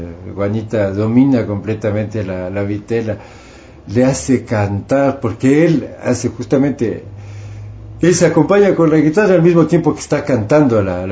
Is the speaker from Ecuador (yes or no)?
yes; Ecuador; como soy orgullosamente ecuatoriano y soy orgullosamente músico popular